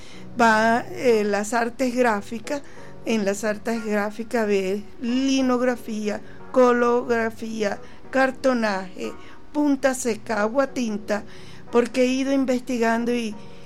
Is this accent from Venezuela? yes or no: yes; Venezuela; Como artista venezolano, siempre hay un símbolo, ok, que me identifica como artista venezolana y por el amor a mi país.